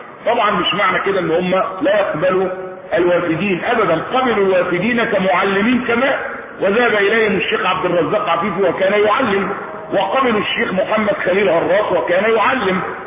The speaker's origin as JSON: {"language": "Arabic", "country": "Egypt", "said": "احنا مصريين بس بنقول كلمه ايه الحق"}